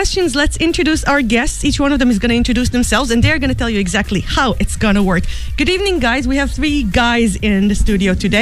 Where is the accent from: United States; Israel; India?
Israel; they're from my home country of Israel.